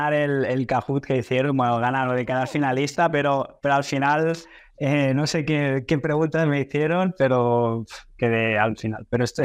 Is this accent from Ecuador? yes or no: no; Spain; also born or lived in Brazil; soy medio brasileño, medio español. Mi madre es catalana, mi padre es brasileño. Yo en realidad nací en Brasil, pero me crié en España. Entonces, como que, bueno, tengo esa doble cultura, ¿no? Digamos, mezcla de culturas. Y en realidad yo estudié la universidad en Brasil.